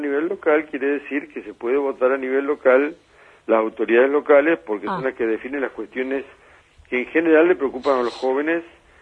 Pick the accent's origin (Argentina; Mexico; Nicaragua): Argentina; Fíjese que hoy nuestra gran preocupación como argentinos tiene que estar en que hay 1 millón de jóvenes que no estudian ni trabajan.